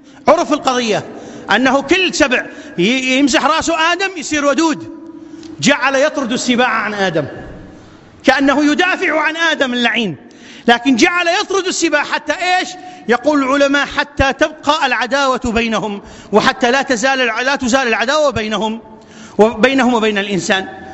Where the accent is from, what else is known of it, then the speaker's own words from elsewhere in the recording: Iraq; أن تبسط الأمن والأمان في بلادنا العراق